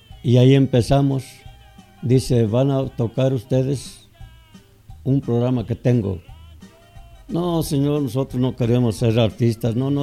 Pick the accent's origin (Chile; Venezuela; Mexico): Mexico; Huasteca; now in Mexico City, Mexico; Pues yo soy de la Huasteca.